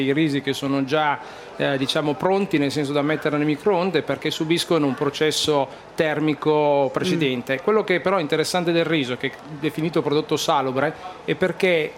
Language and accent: Italian; Piedmont, Italy; io sono piemontese